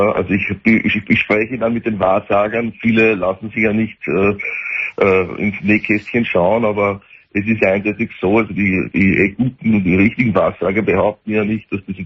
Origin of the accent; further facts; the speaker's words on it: Austria; Ja, ich bin Österreicher.